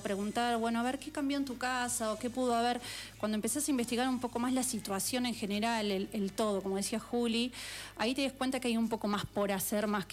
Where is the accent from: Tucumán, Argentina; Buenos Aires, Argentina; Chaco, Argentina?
Buenos Aires, Argentina; Incluso yo que vengo de Buenos Aires, donde todo es un departamento